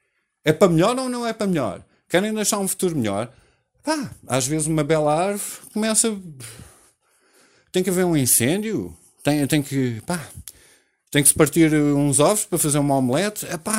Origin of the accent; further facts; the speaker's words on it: Portugal; nós vivemos sobre nós próprios, que nós vivemos como portugueses